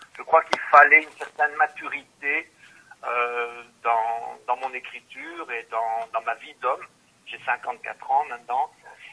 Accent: Belgium; born there; je suis né en Belgique, sono nato qui in Belgio, lo parlo in italiano, ma però qualche parola la so dire, ma mi manca molto il vocabolario. Donc moi, je suis né ici

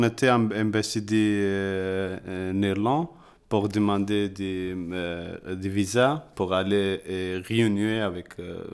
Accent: Kabul, Afghanistan; French is a second language; now in Brussels, Belgium; Parce que je suis de Kaboul, le commissariat croit que Kaboul elle était sûre, elle ne sait pas dangereux la même des autres provinces qui sont à Afghanistan.

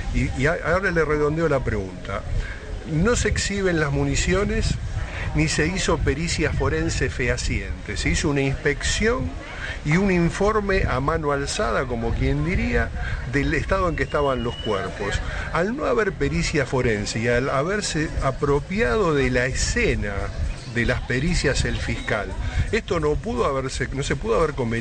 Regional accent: Argentina; nosotros venimos de Argentina, hay un código procesal penal

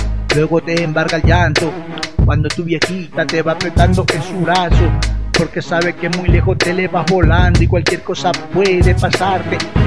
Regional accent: Guayaquil, Guayas, Ecuador; soy de Guayaquil, Ecuador, de Pertusa

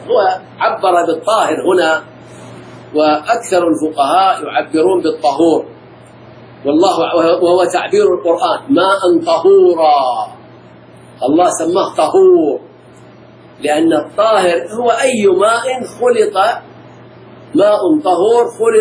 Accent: Al-Ahsa, Eastern Province, Saudi Arabia; عندنا في الأحساء

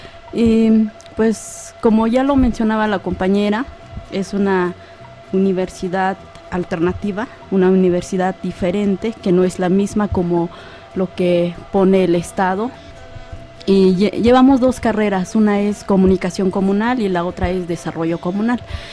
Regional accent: Santa María Tlahuitoltepec, Oaxaca, Mexico; nosotros venimos de la comunidad de Santa María Tlautoltepec, que queda en la ciudad de Oaxaca, y estamos estudiando en una universidad llamada UNICEM, Universidad Comunal Intercultural del Tzempoaltepetl.

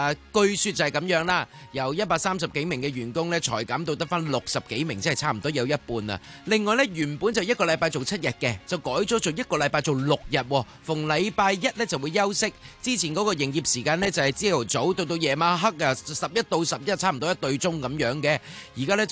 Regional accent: Hong Kong; 不过唔紧要，我哋凡事我哋香港人啊嘛，系咪先？

